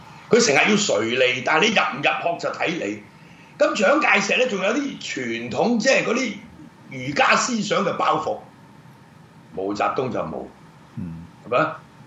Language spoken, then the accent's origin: Cantonese; Hong Kong; 咁所以作為香港人咧，我覺得真係大家要認清楚呢啲人，